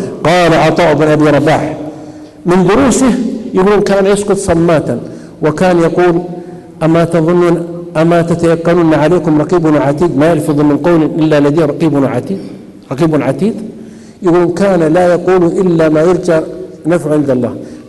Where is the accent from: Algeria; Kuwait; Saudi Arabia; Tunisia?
Saudi Arabia; عندنا في السعوديه